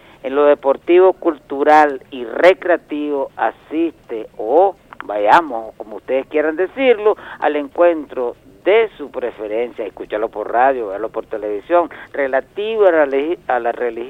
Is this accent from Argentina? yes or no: no; Venezuela; Es el modo más fácil de podernos entender como venezolanos y hermanos que somos.